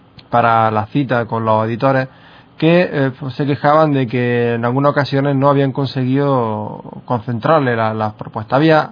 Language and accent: Spanish; Andalusia, Spain; Pues seguro que alguno lo habría, porque si no, no somos andaluces.